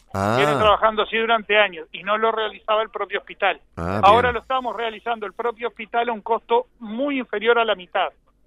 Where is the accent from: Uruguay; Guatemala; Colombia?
Uruguay; Yo como uruguayo siempre protesté por los impuestos que pagamos